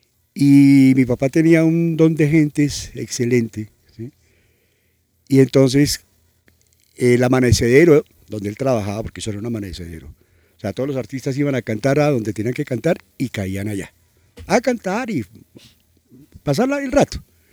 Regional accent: Cali, Valle del Cauca, Colombia; born there; also born or lived in Bogotá; De los 10 hermanos, 9 nacimos en Cali. ¿Sí? Y de ahí nos trasladamos a Bogotá y de ahí nacieron el resto, ¿sí?

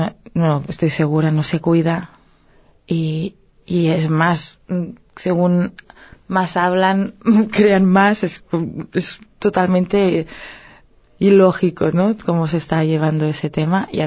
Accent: Catalonia, Spain; first language Catalan; Spanish is a second language; Por otra parte está el idioma. Es mi lengua materna, el catalán.

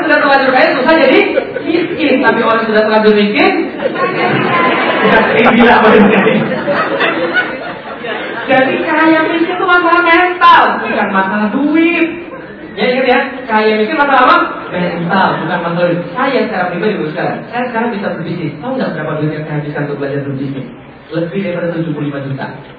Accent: Palembang, South Sumatra, Indonesia; Saya orang Palembang, ngomong pakai bahasa Palembang.

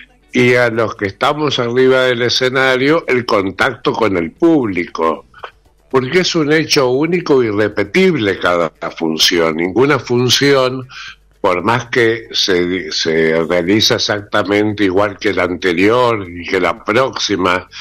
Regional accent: Rosario, Santa Fe, Argentina; now in Buenos Aires, Argentina; Yo soy rosarino, hace muchos años que vivo en Buenos Aires, más de 40, pero empezó en Rosario con la lírica.

